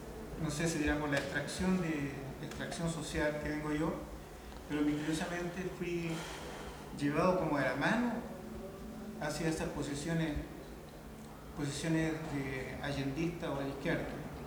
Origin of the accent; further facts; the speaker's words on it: Valparaíso, Chile; Yo nací aquí al frente en el Cerro Alegre, hace 59 años. Y esto, bueno, esto para mí, estos paisajes para mí no son en absoluto extraños. Yo desde pequeño transité por estas calles, callejuelas.